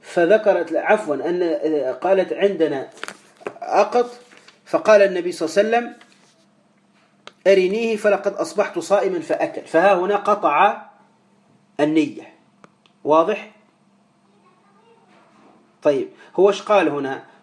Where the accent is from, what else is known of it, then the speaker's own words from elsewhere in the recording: Tunisia; وإحنا عندنا في تونس